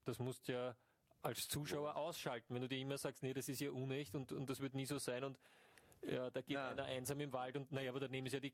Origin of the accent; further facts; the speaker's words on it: Ireland; Aus Irland.